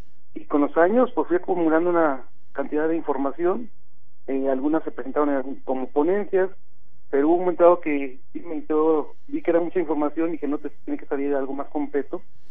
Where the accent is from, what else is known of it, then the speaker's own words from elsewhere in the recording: Fresnillo, Zacatecas, Mexico; que yo soy originario especialmente del municipio de Fresnillo, de la ciudad de Fresnillo. Esa es mi tierra y crecí y conocí muchos lugares.